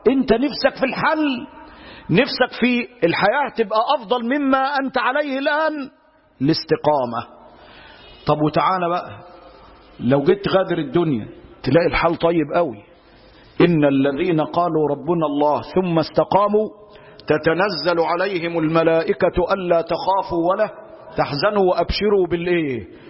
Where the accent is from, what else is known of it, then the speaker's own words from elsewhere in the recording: Egypt; ده احنا عندنا في مصر يقول لك يا روح ما بعدك ايه